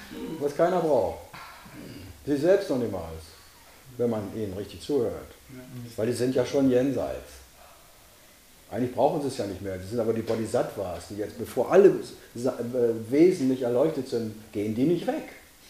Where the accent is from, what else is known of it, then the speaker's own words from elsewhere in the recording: Weser area, Germany; Ich bin an der Weser groß geworden, ich weiß, wovon ich rede.